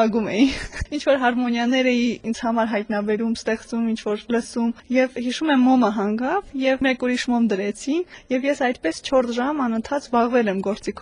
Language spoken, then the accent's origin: Armenian; Vanadzor, Lori, Armenia; born there; Ես ծնվել եմ 89 թվականին հունվարին, երկրաշարժից 1 ամիս հետո Իվանաձորում եմ ծնվել։